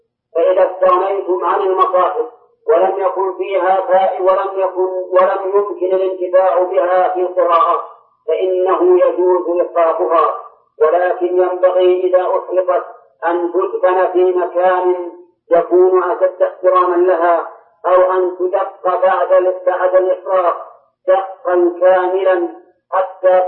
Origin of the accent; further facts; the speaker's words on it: Saudi Arabia; وإن كل صحيفة عندنا في السعودية كل صحيفة تبتدئ بسم الله الرحمن الرحيم